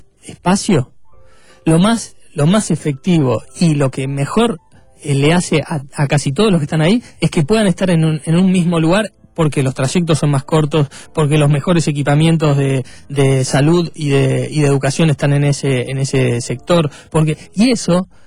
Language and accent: Spanish; Buenos Aires, Argentina; yo soy de Caballito, no quiero tener más torres, no quiero tener más.